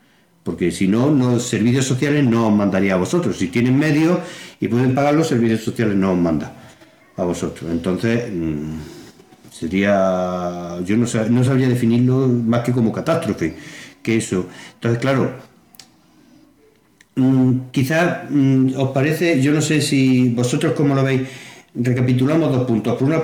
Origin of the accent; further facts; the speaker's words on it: Deifonte, Andalusia, Spain; mi pueblo, en Deifonte.